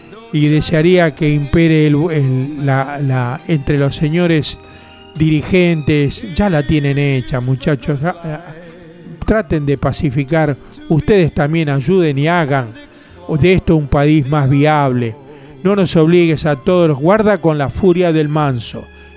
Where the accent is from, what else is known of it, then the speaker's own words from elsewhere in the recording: Argentina; En definitiva, somos todos argentinos.